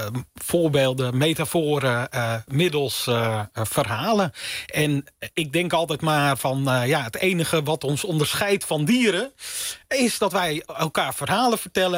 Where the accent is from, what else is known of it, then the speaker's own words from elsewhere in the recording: North Holland, Netherlands; ik kom dus uit de Zaanstreek.